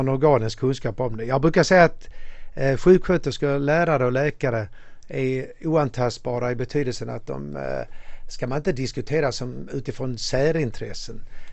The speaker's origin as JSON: {"language": "Swedish", "town": "Malmö", "region": "Skåne", "country": "Sweden", "tie": "born or raised there", "also_born_or_lived": "Ystad / Genarp", "lives_now": "Stockholm, Sweden", "said": "Jag gick på samma skola alla 9 åren, Röforskolan i Malmö. Jag är född och uppvuxen i Malmö. Man har bott i Ystad och i Genap och Stockholm sedan 20 år tillbaka."}